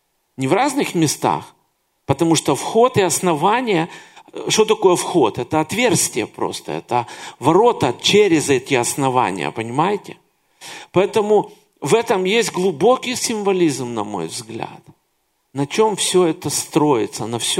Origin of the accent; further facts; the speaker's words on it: Kyiv, Ukraine; Но я родился и вырос в Киеве. И в Киеве очень много таких зданий.